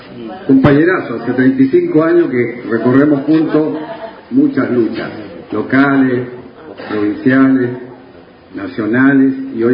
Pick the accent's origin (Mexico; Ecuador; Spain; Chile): Chile; now in Argentina; en 44 años de destierro en esta patria argentina, yo soy chileno